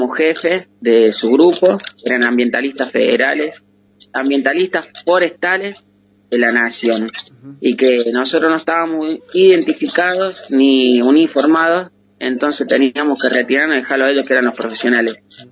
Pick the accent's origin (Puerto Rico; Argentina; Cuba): Argentina; San Marcos Sierra, Córdoba; de San Marcos Sierra, un pueblito ubicado en Córdoba.